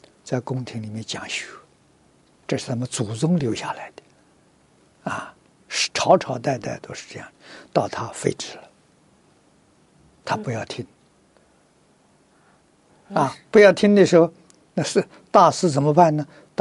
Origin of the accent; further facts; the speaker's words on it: Fujian, China; 我小时候住福建，福建人很喜欢，很喜欢搞这个